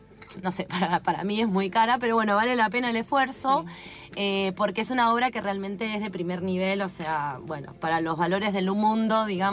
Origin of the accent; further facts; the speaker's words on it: Argentina; No sorprende para nosotros que somos argentinos